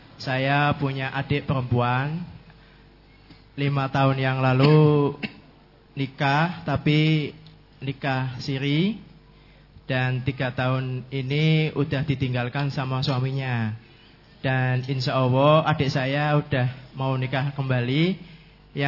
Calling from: Comal, Central Java, Indonesia; Perkenalkan … alamat saya dari Desa Comal, Kabupaten Pemalang.

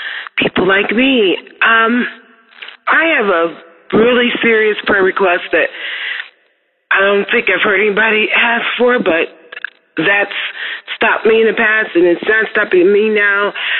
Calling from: Camino Island, United States; I'm calling from Camino Island.

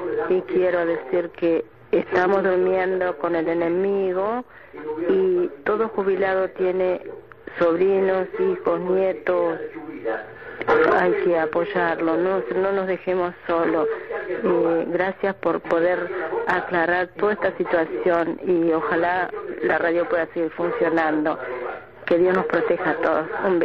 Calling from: Berazategui, Buenos Aires Province, Argentina; de Berazategui.

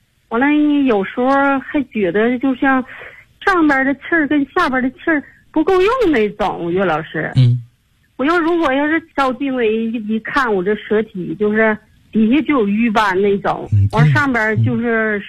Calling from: Tianjin, China; 我来自天津河西区，

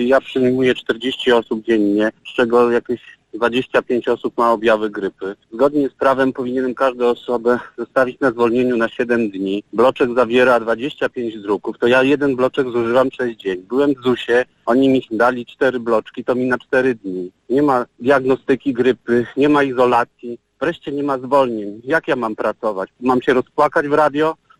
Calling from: Warsaw, Masovian Voivodeship, Poland; Ja jestem lekarzem z Warszawy.

